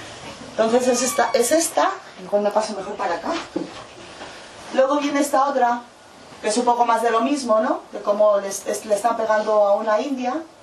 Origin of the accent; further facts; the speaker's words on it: Mexico; now in Spain; para poder cruzar la frontera europea como mexicana, yo tengo que tener 30.000 euros en el banco